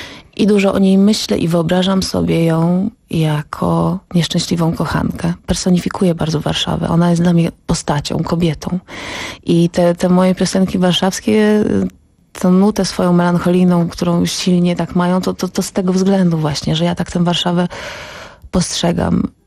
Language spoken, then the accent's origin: Polish; Działdowo, Warmian-Masurian Voivodeship, Poland; now in Warsaw, Poland; teraz jestem z Warszawy. Pochodzę z Działdowa i tam spędziłam pierwszą część, można powiedzieć, dotychczasowego życia. A Warszawa już teraz przekracza ten czas, który spędziłam w Działdowie.